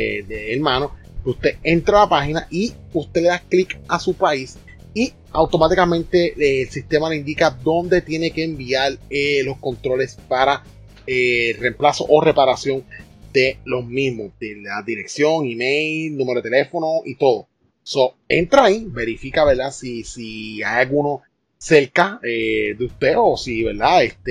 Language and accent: Spanish; Puerto Rico; nosotros, ¿verdad? Que somos acá de Puerto Rico